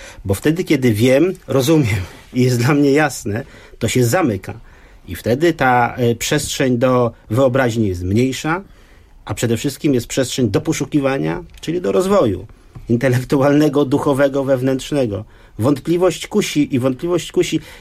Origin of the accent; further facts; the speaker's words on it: West Prussia, Poland; Bo ja pochodzę z świata zapomnianych cmentarzy luterańskich, żydowskich, kalwińskich, z Prus zachodnich